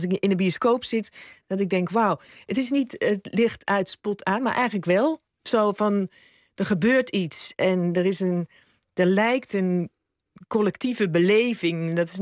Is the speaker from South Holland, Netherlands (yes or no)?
no; North Brabant, Netherlands; now in Zaanstad, Netherlands; Ik ben een Brabander als ze mij als Brabander willen... en een Zaanstad als ze mij als Zaanstad...